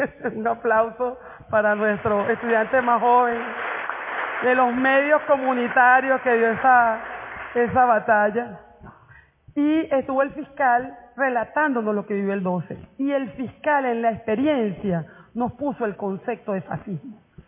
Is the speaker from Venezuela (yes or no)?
yes; Venezuela; Esos somos los venezolanos